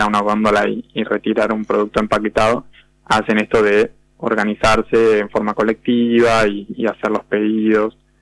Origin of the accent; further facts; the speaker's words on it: Argentina; como buenos argentinos que somos, ¿no?